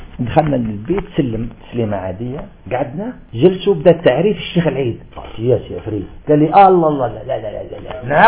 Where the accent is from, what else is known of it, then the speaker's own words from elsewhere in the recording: Algeria; وأنا في الجزائر صح صيدي أنا قريت جزائري